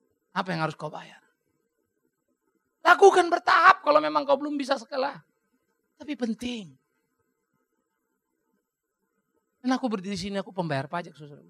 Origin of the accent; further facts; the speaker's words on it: Germany; Kita orang Jerman maka selalu pikir, banyak teman-teman juga selalu lihat, emang kalau orang ke gereja jadi baik?